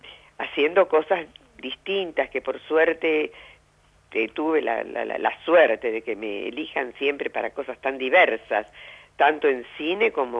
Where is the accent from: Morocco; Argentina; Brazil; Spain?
Argentina; Santa Fe; yo soy de Santa Fe, uh-huh. de la ciudad de Santa Fe, y mi papá era un hombre en Santa Fe, un hombre de la cultura y demás